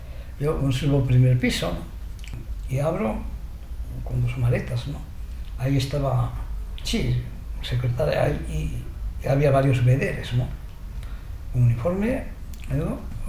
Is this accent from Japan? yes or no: yes; Japan; Spanish is a second language; now in Murcia, Spain; vengo de Murcia, ¿no? ¿De Murcia? Pero tú no eres chino, no, pues soy japonés. Pero tú hablas español bastante bien